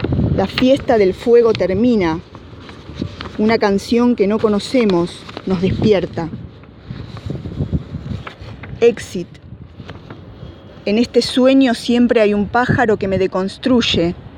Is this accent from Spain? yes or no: no; Mar del Plata, Buenos Aires Province, Argentina; soy de Mar del Plata.